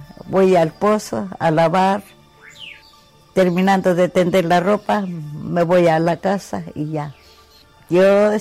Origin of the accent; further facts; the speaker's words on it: Zacatipa, Hidalgo, Mexico; born there; Yo nací en Zacatipa, Huautla, Hidalgo.